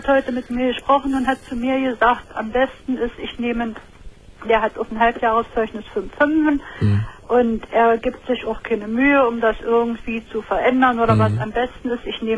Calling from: Saxony-Anhalt, Germany; Nee, das gibt's bei uns in Sachsen-Anhalt gar nicht mehr.

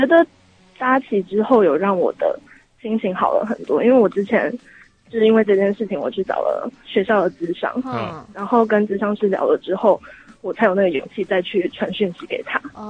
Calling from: Taipei, Taiwan; 我是台北的地瓜。

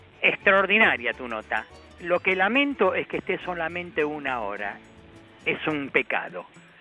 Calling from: Buenos Aires, Argentina; del Parque Chacabuco.

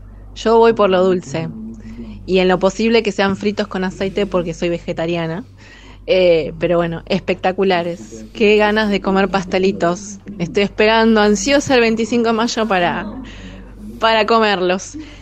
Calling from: Quilmes, Buenos Aires Province, Argentina; de Quilmes.

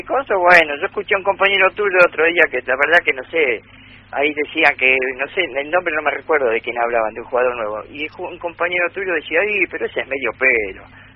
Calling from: Lanús, Buenos Aires Province, Argentina; de Lanús.

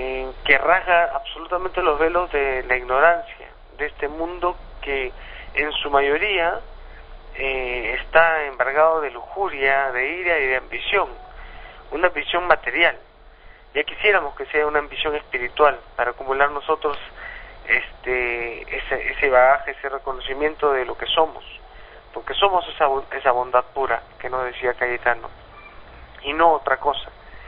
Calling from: Peru

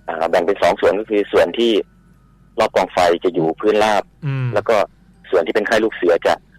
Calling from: Sakon Nakhon, Thailand; จากสกลนครครับ

